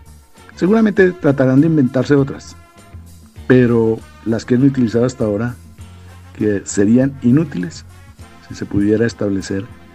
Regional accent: Colombia; yo, como revolucionario colombiano

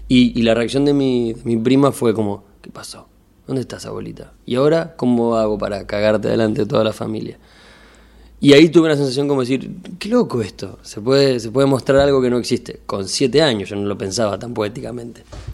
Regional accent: Bahía Blanca, Buenos Aires Province, Argentina; born there; yo nací en Bahía Blanca.

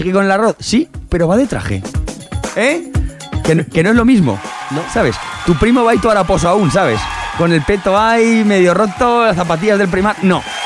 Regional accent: Aragon, Spain; hubo gente en España que se los compró, concretamente en Aragón, unos cuantos, en mi pueblo, uno.

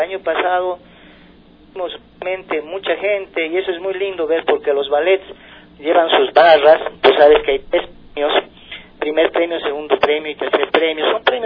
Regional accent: Bolivia; Estamos muy agradecidos como bolivianos

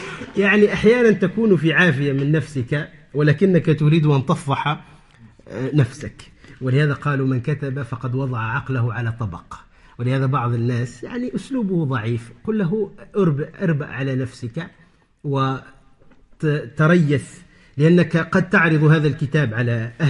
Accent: Tunisia; مثلا عندنا في تونس في بعض الأرياف

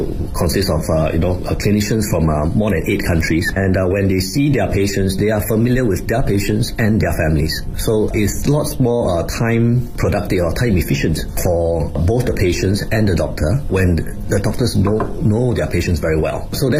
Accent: Singapore; I'm from Singapore.

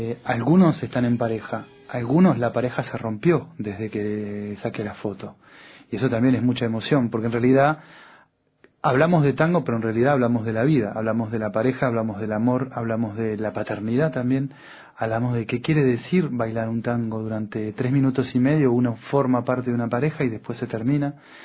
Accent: Uruguay; now in France; yo soy uruguayo, y hace muchos años que estoy en Francia

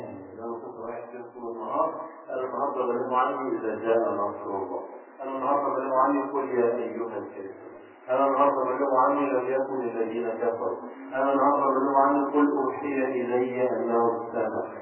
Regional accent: Egypt; حتى عندنا في مصر كليات رياض الأطفال خاصة بالطالبات فقط

